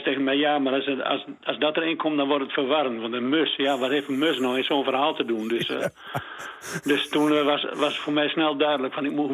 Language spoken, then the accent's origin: Dutch; Drenthe, Netherlands; accent: Midden-Drents; Dat is Midden-Drents